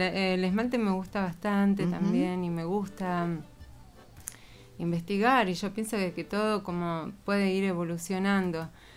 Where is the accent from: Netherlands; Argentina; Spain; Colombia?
Argentina; Santa María, Catamarca; born there; yo nací en Santa María, pero... no soy santamariana, o sea, uh-huh. mi papá es peruano, mi mamá uh-huh. era cordobesa, y a su claro. vez tengo abuelas que vienen de italiana